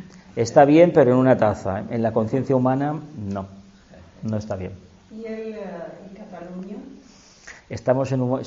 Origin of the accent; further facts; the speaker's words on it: Andalusia, Spain; Lo sé porque yo procedo de Andalucía y me han dicho que eso es mentira.